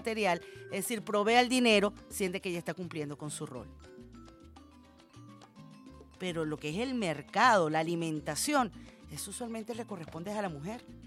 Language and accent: Spanish; Venezuela; Qué chévere somos los venezolanos. Qué groseros somos los venezolanos. Qué vivos somos los venezolanos.